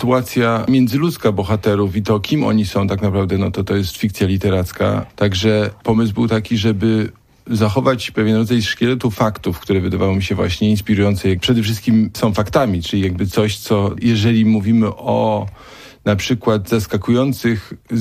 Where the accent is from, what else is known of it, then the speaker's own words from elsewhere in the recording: Gniezno, Greater Poland Voivodeship, Poland; Ja jestem z Gniezna.